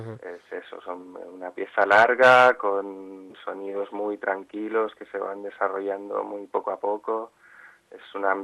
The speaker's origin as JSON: {"language": "Spanish", "town": "Mollet del Vallès", "region": "Catalonia", "country": "Spain", "said": "un local cultural aquí en Mollet, en mi pueblo."}